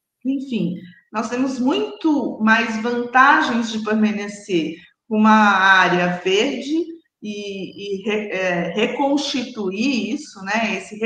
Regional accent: São Paulo, Brazil; Eu sou paulistana, nasci aqui, fui criada aqui, então assim, eu conheço bem a nossa cidade, conheço vários bairros

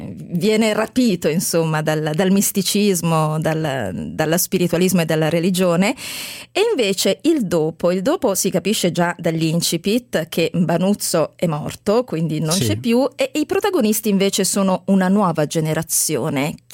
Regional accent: Apulia, Italy

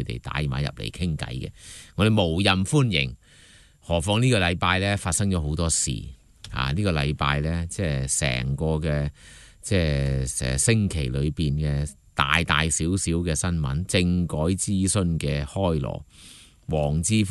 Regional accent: Hong Kong; 我們香港人到今時今日仍然沒有絲毫這種的思維以及行動。

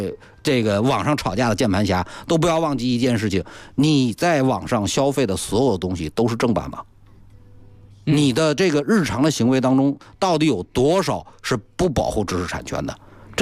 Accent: China; 作为中国人

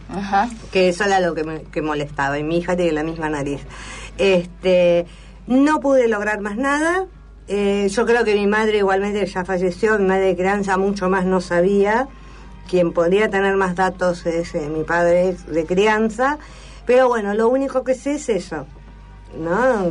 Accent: La Plata, Buenos Aires Province, Argentina; born there; Me entero que yo, aunque figuro nacida en Capital, nací en La Plata.

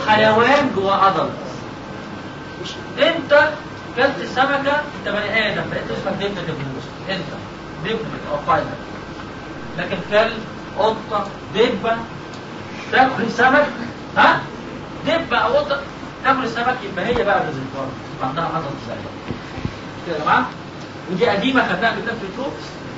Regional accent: Egypt; ما تقولش عندنا في مصر

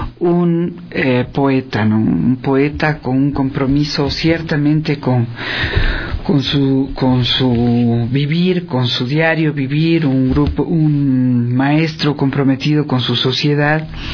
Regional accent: Ecuador; Somos ecuatorianos, nuestro país es único, conozcámoslo, viajémoslo.

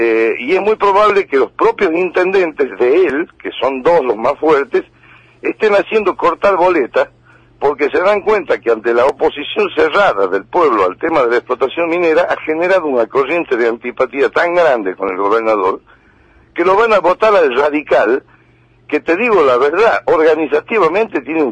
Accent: Argentina; las esperanzas que tenemos todos como argentinos

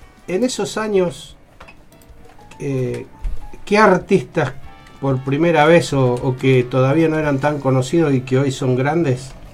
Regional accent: Buenos Aires, Argentina; moved away as an adult; now in Mendoza, Argentina; yo soy de Buenos Aires, vengo a vivir a Mendoza hace 25 años, entonces mucho de la historia pasada no la sé

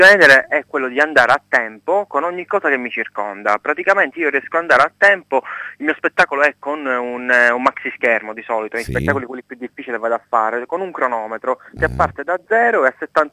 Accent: Palermo, Sicily, Italy; Sono palermitano doc, ma a Palermo non c'è nulla

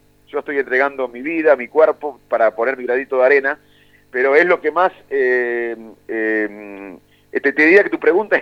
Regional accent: Salto, Buenos Aires Province, Argentina; Yo cuando era chico en Salto me sentaba con mi viejo a ver televisión

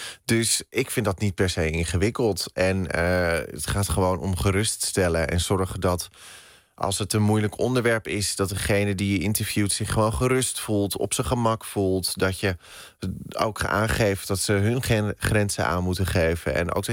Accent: Den Helder, North Holland, Netherlands; now in Amsterdam, Netherlands; Ja, ik ben opgegroeid in Den Helder. Officieel. En inmiddels woon ik in Amsterdam.

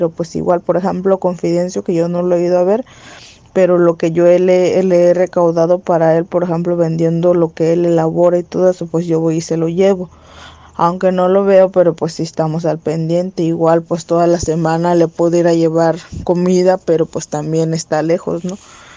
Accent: Loma de Bácum, Sonora, Mexico; les mando un saludo fraterno desde acá, desde mi pueblo de Loma de Bacum.

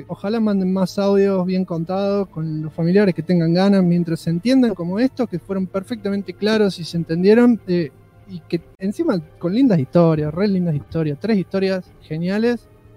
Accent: Argentina; Se llaman así porque la mayoría son argentinos, porque somos argentinos y bla.

